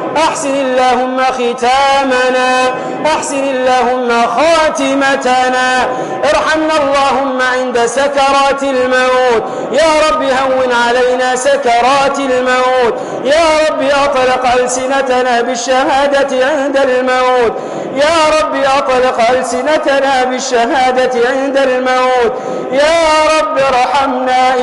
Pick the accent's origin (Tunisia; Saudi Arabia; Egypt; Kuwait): Tunisia; احفظ بلدنا تونس يا أرحم الراحمين